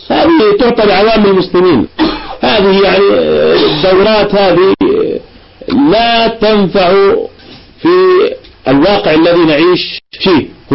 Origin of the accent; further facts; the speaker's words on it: Irbid, Irbid Governorate, Jordan; عندنا في إربد